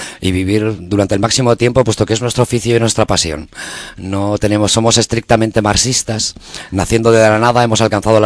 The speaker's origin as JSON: {"language": "Spanish", "town": "Bilbao", "region": "Basque Country", "country": "Spain", "said": "Somos de Bilbao y la verdad que no podíamos hacer nada menos, ¿no?"}